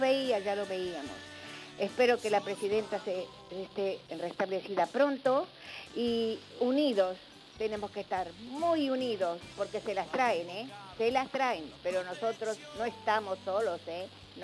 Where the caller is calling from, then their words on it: San Justo, Buenos Aires Province, Argentina; de San Justo.